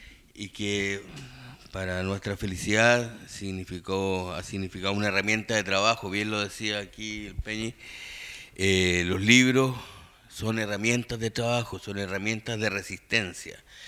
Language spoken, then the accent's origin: Spanish; Los Lagos, Chile; Estoy de vuelta en mi tierra. Yo viví 6 años aquí en Chiloé. Soy de los Palafitos de Gamboa